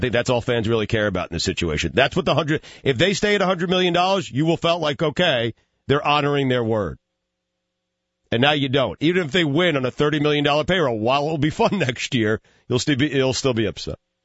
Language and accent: English; New York, United States; I grew up in New York, man, and I sat through many bad Yankee years, and that place was empty.